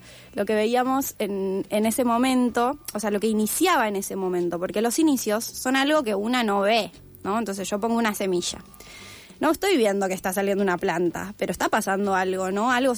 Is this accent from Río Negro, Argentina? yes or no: yes; El Bolsón, Río Negro, Argentina; yo soy de Bolsón, soy de la Patagonia, vivo acá hace 3 meses.